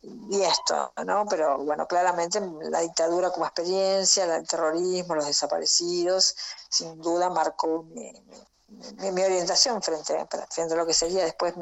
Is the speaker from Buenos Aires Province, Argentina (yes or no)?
yes; Buenos Aires Province, Argentina; yo soy de un pueblo de la provincia de Buenos Aires, sí.